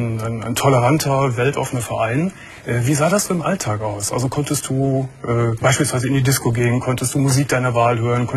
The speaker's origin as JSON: {"language": "German", "town": "Gummersbach", "region": "North Rhine-Westphalia", "country": "Germany", "said": "Ich komme auch aus einer sehr christlichen Ecke und habe ich komme aus Gummersbach"}